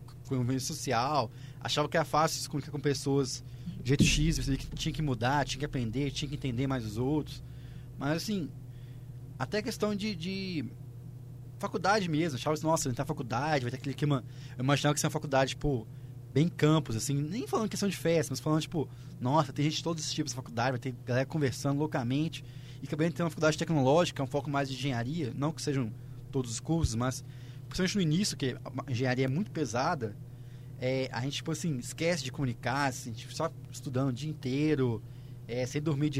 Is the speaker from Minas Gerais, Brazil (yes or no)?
yes; Minas Gerais, Brazil; moved away as an adult; eu vim de Minas pra cá